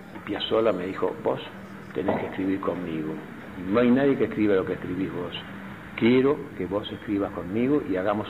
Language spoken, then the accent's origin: Spanish; Montevideo, Uruguay; born there; also born or lived in Buenos Aires, Argentina; yo soy nacido en Montevideo, y también soy porteño. Y tengo las dos ciudadanías, porque mi madre es argentina y mi padre era uruguayo. A los 6 años hice mi primer viaje solo de Montevideo a Buenos Aires